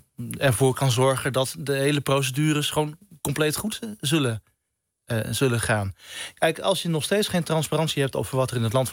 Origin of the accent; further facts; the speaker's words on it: India; Ik kom zelf uit India.